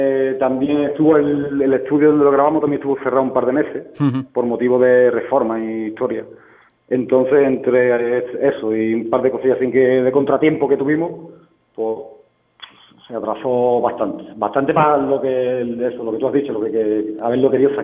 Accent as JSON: {"language": "Spanish", "town": "Huelva", "region": "Andalusia", "country": "Spain", "said": "y más dónde somos, de aquí de Huelva"}